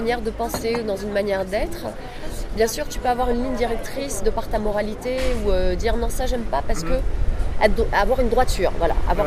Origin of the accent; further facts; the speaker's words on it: Paris, Île-de-France, France; Ben, je suis née à Paris. C'est vrai que j'ai toujours vécu à Paris. Les amis, l'école, l'éducation, voilà, c'était parisien dans le quartier latin. C'est Saint-Germain-des-Prés.